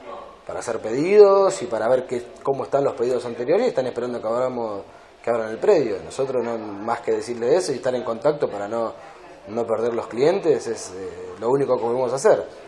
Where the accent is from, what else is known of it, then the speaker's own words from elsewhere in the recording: Ensenada, Buenos Aires Province, Argentina; Por lo menos los que somos de Ensenada tenemos un apoyo